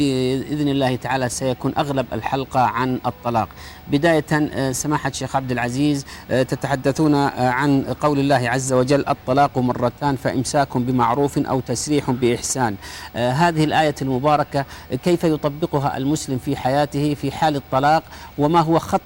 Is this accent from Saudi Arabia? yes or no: yes; Saudi Arabia; لحفظ الأمن والأمان والإيمان في بلادنا المملكة العربية السعودية، بلاد الحرمين الشريفين